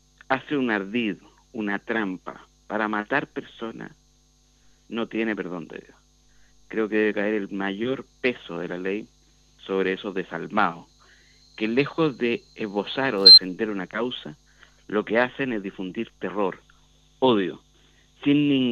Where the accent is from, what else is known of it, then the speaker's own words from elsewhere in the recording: Chile; no lo podemos tolerar como chilenos